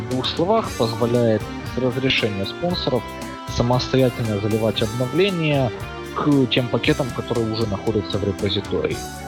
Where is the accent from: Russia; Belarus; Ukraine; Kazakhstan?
Ukraine; Eastern Ukraine; now in Finland; Большую жизнь я провел, как правильно было замечено, в Восточной Украине и не исследовал свой акцент, но, наверное, да, что-то в нем это выдает. А в данный момент, тем не менее, я нахожусь в Финляндии, работаю, проживаю.